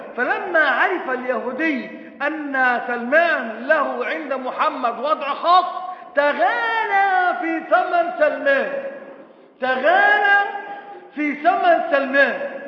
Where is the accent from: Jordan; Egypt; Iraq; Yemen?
Egypt; بقى أنا من مصر أروح السعودية وفي السعودية بشروني بإن حسن السلوى اتخلع وهدخل بلدي من بعد الثورة